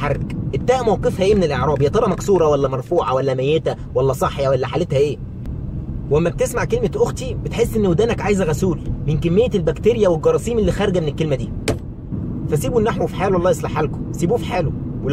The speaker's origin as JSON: {"language": "Arabic", "country": "Egypt", "said": "كلنا نعرفه كمصريين ان المصري لازم يحط التاتش بتاعه في اي حاجه"}